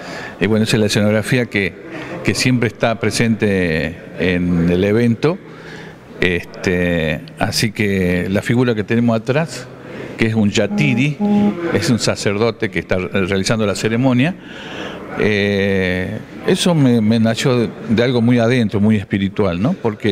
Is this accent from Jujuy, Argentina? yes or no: yes; Jujuy, Argentina; moved away; Yo soy del norte de Jujuy, hijo de boliviano, y allá es una sola cultura